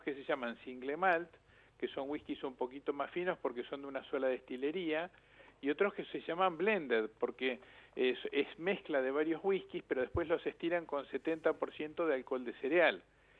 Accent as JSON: {"language": "Spanish", "town": "La Plata", "region": "Buenos Aires Province", "country": "Argentina", "lives_now": "Carlos Casares, Argentina", "said": "Yo en realidad soy platense, pero hace más de 20 años que estoy radicado en Casares."}